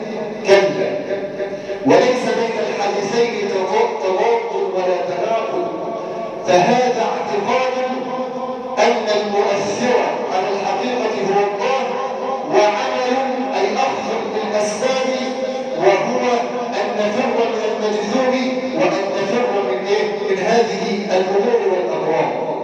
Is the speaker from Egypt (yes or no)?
yes; Egypt; اجعل بلادنا مصر آمنة مطمئنة، سخاء رخاء، وسائر بلاد